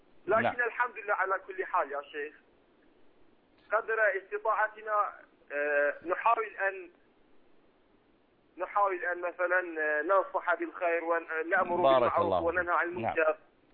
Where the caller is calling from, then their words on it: Iraq; أنا معك من العراق